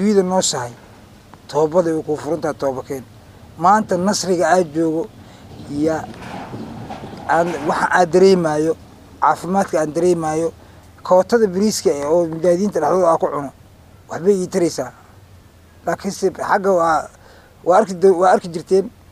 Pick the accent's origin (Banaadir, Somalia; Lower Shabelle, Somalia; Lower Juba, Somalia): Lower Juba, Somalia; Jamaame; born there; ku dhashay degmada Jamaame. Waxaan ka imid hadda aan kasoo galay degmada Baar Dheere.